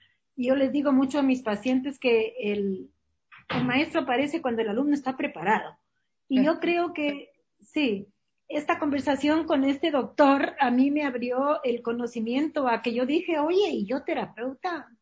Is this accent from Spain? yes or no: yes; Spain; moved away; yo soy española pero he vivido siempre acá y los latinoamericanos sabemos